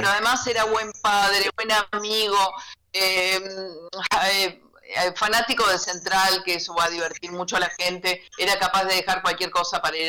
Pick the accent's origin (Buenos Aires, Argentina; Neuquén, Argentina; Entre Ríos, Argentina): Buenos Aires, Argentina; Yo soy de Boca, porque yo nací en un barrio porteño.